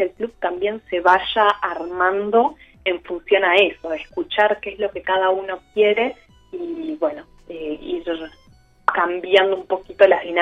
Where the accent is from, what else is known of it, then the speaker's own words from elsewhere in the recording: Montevideo, Uruguay; moved away; Yo me vine de Montevideo y, bueno, soy licenciada en letras y profesora.